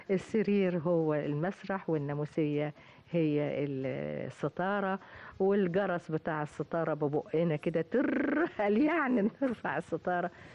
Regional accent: Tanta, Gharbia, Egypt; وابتدأت الحقيقة فعلا من الطفولة لمشاهدتي سيرك الحلو في بلدي طنطا.

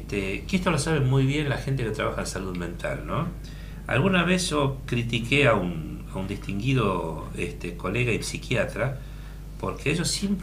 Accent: Buenos Aires, Argentina; Yo me crié en Buenos Aires, mi infancia la pasé en Buenos Aires.

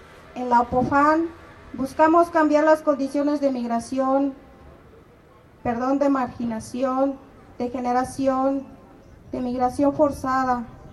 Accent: Guerrero, Mexico; Yo vengo del estado de Guerrero, Tierra Caliente.

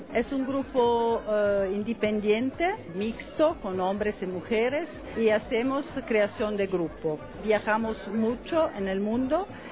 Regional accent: Italian-speaking Switzerland, Switzerland; Spanish is a second language; Yo vengo de Suiza, de la parte que habla italiano

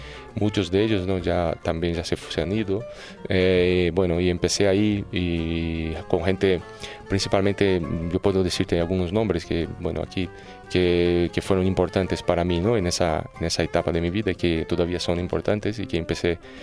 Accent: Brazil; un río que hay cerca de mi pueblo allí en Brasil

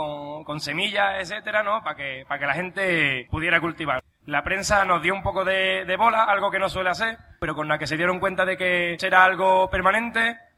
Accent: Palma del Río, Andalusia, Spain; yo soy de Palma del Río, el pueblo donde está la finca de Somonte

